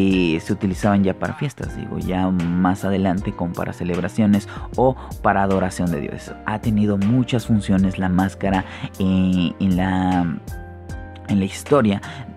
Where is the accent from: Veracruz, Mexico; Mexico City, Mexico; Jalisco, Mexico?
Mexico City, Mexico; yo no soy de Jojutla, Morelos, pero yo soy de la Ciudad de México y me han adoptado muy bien.